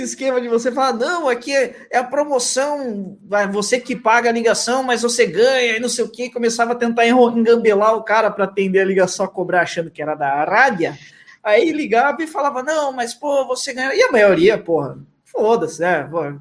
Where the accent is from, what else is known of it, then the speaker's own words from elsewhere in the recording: São Roque, São Paulo, Brazil; que a gente é de São Roque. São Roque. A gente é de São Roque, originalmente.